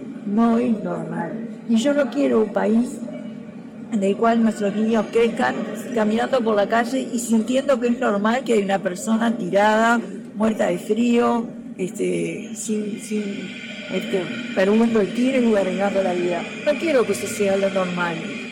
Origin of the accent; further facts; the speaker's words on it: Uruguay; lo que es importante es lo que estamos aprendiendo como uruguayos en este momento